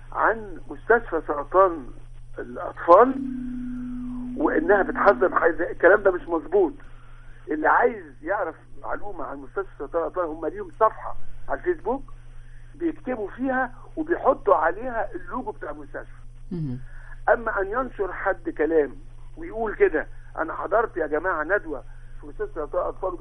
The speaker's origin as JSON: {"language": "Arabic", "country": "Egypt", "said": "المراكز البحوث عندنا في مصر 40 مركز بحث متخصصين"}